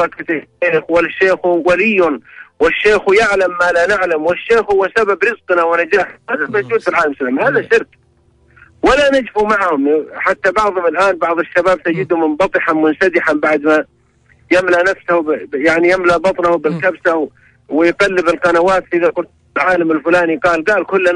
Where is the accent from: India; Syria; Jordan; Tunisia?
Syria; now in Riyadh, Saudi Arabia; أنا سوري مقيم في الرياض يعني